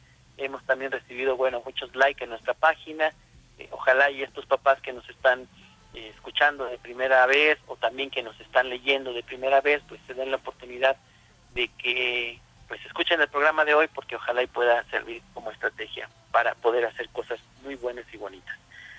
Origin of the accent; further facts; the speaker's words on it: Valle de Chalco, State of Mexico, Mexico; yo soy de aquí, de Valle de Chalco